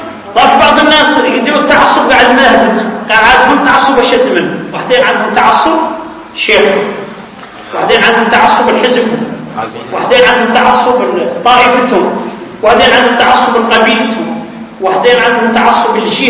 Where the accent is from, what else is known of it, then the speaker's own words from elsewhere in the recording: Mauritania; خاصة نحن موريتاني دائما عندنا اسم مركب